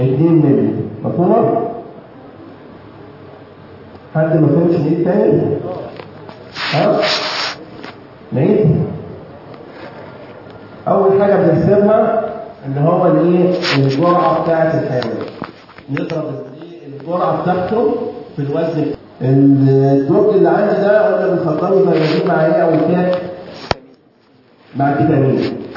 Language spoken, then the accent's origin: Arabic; Egypt; اللي موجود عندنا في مصر ده تركيزه 2%